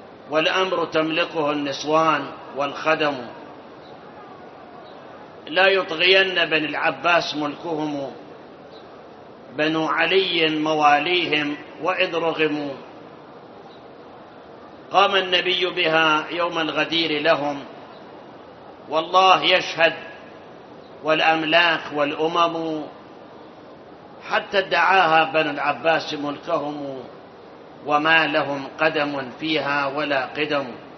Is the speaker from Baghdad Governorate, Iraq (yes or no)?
no; Karbala, Karbala Governorate, Iraq; أنا أذكر أيام الشباب، احنا من كربلاء كنا نروح مثلا مواكب عزيات 10 20 30 موكب، واحنا معه الى الكاظمية.